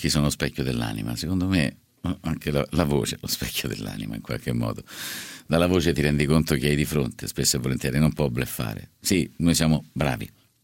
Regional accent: Rome, Lazio, Italy; Io lo chiamo Er perché so di Roma, per cui è Er

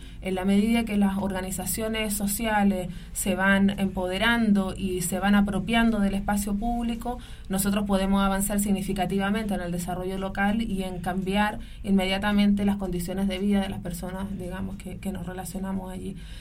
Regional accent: Chile; yo soy chilena

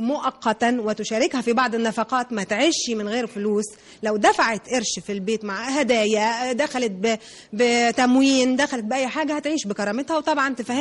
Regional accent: Egypt; مش حاجة اسمها عندنا في مصر واحدة كده طايرة في الهواء في مهب الريح.

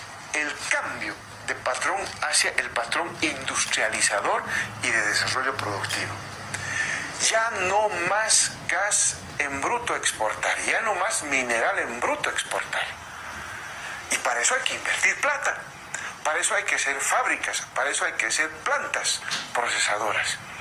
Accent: Bolivia; si somos capaces los bolivianos de generar dinero

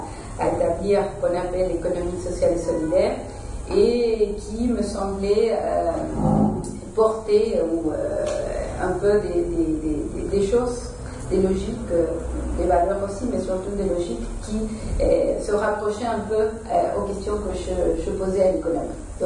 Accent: Uruguay; French is a second language; moved away; Et parce que vous l'entendez dans mon accent, je ne suis pas française. Je viens de l'Amérique latine, de l'Uruguay

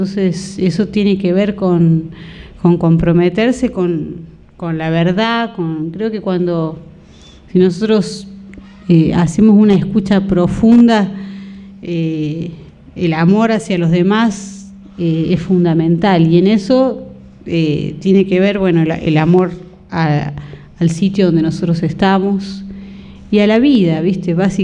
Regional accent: Cosquín, Córdoba, Argentina; born there; uno se aleja de su pueblo, cuando yo soy nacida en Cosquín y de pronto En algún momento me fui, bueno, volví

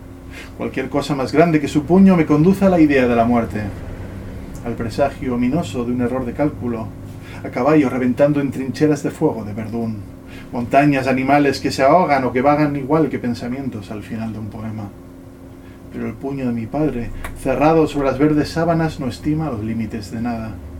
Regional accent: Ibiza, Balearic Islands, Spain; haber nacido y crecido en Ibiza, sino sino en una casa con este taller de ceramista detrás

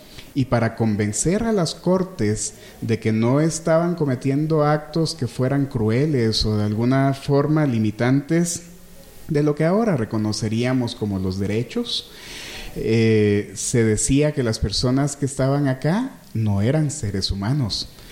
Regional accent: Quetzaltenango, Guatemala; así como Quetzaltenango, que es el lugar de donde yo vengo, son lugares de extrema exclusión social

